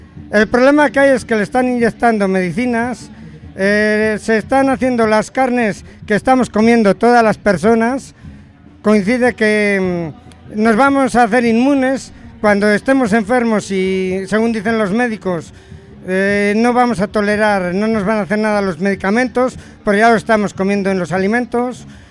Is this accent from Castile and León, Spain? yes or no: yes; Pozo Antiguo, Castile and León, Spain; Yo soy de un pueblo que se llama Pozo Antiguo.